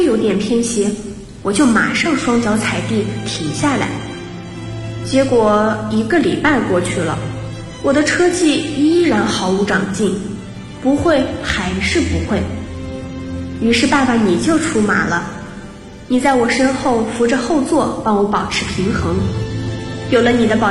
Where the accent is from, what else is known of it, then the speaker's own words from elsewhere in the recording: Changsha, Hunan, China; 来自湖南长沙，距离我的家乡848公里。